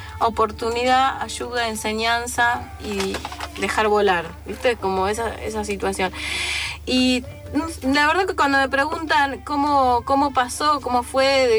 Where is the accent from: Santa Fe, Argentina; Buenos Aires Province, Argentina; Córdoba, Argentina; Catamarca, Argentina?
Buenos Aires Province, Argentina; San Isidro; Nosotros somos casi todos de San Isidro, de San Norte.